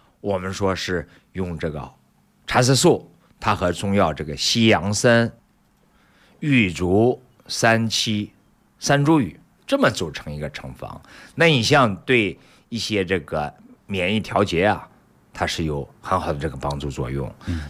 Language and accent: Chinese; China